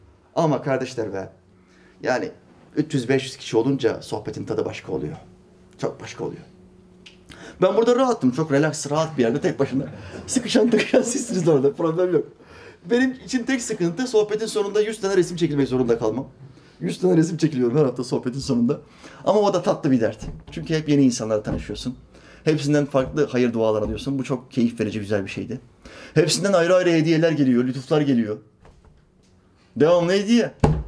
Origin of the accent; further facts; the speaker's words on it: Norway; ben Norveç'te doğdum, büyüdüm. Ama bizim memleket Makedonya Resne.